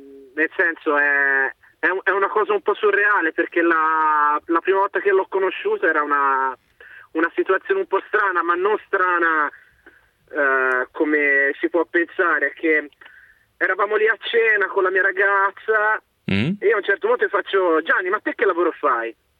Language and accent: Italian; Genoa, Liguria, Italy; now in Livorno, Italy; No, io no, sono originario di Genova